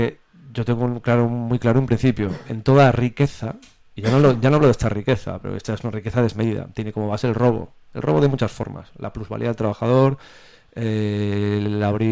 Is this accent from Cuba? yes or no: no; A Coruña, Galicia, Spain; sabes que yo soy de Coruña